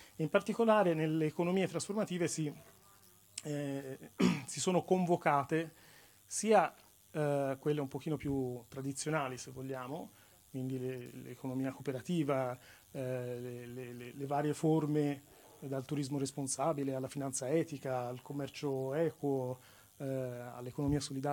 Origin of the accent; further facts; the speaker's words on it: Florence, Tuscany, Italy; Per chi non mi conosce, sono fiorentino.